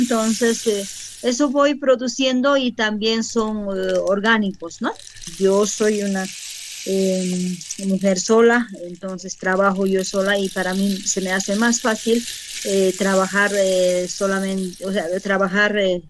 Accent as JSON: {"language": "Spanish", "town": "Tiquipaya", "region": "Cochabamba", "country": "Bolivia", "said": "soy del municipio de Tiquipaya, mi comunidad es Tolapuro, soy del distrito 3."}